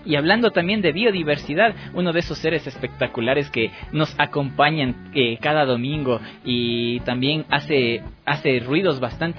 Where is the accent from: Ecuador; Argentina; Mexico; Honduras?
Ecuador; yo también soy ecuatoriano y por eso doy mi opinión.